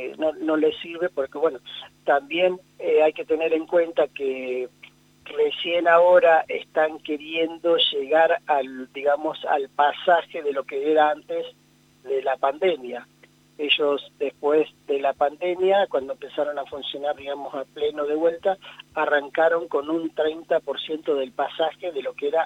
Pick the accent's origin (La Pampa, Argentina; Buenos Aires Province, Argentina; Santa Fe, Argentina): La Pampa, Argentina; salimos de los límites de La Pampa y hay muchas cosas que veo y que creo que muchos de los pampeanos podemos coincidir